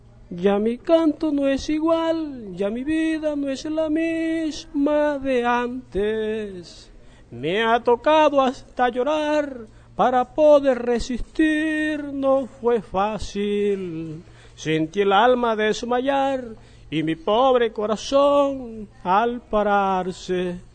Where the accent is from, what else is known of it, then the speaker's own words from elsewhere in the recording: Valledupar, Cesar, Colombia; Vengo de Valledupar, soy compositor, canto vallenato